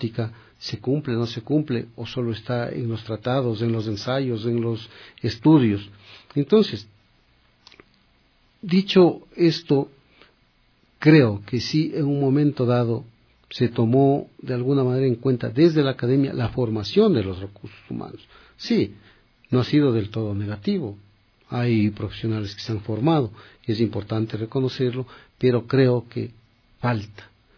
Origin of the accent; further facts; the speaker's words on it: Machachi, Pichincha, Ecuador; born there; de una parroquia cerquita del pueblo donde yo nací, Machachi